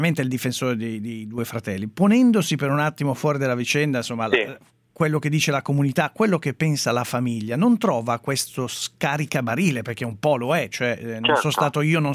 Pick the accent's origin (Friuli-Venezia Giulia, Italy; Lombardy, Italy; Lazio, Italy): Lombardy, Italy; Milan; io sono di Milano, quindi non lo so